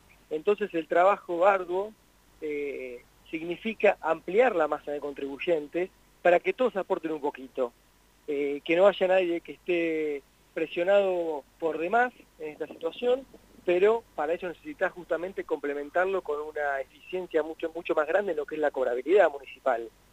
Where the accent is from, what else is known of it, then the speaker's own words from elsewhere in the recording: Huatraché, La Pampa, Argentina; yo soy pampeano, nací en Huatraché, viví acá y fui a Buenos Aires a estudiar. Después tuve alguna experiencia laboral en Buenos Aires, en la provincia de Buenos Aires también.